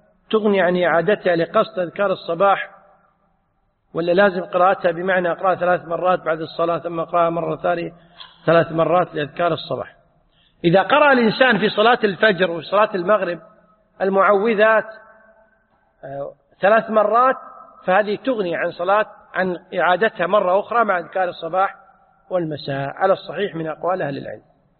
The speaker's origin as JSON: {"language": "Arabic", "country": "Kuwait", "said": "عندنا في الكويت يقولون 0 على الشمال"}